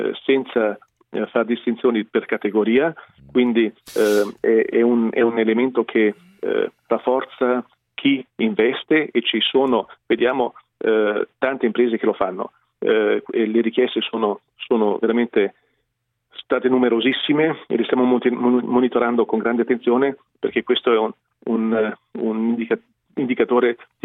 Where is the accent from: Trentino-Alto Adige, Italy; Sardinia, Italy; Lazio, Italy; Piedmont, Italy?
Trentino-Alto Adige, Italy; Bolzano; Provengo da un territorio, sono di Bolzano, Alto Tesino, dove siamo riusciti ad abbattere la disoccupazione